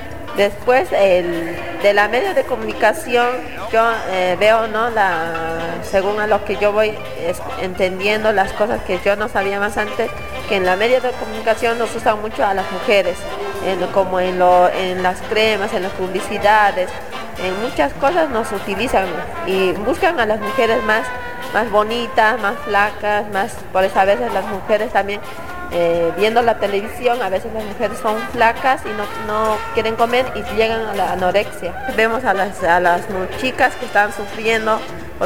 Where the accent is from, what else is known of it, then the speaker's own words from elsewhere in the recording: Buenos Aires, Argentina; yo vengo de allá de Buenos Aires, de Lugano